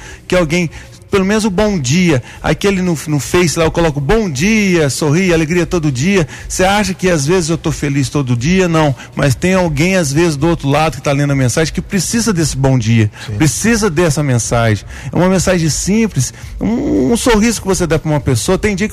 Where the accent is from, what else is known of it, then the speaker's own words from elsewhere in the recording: Guaranésia, Minas Gerais, Brazil; born there; eu nasci aqui em Guaranésia mesmo, filho